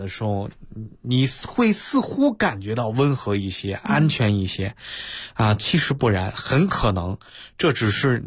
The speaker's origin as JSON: {"language": "Chinese", "country": "China", "said": "那么我们中国人啊最不缺的就是人才。"}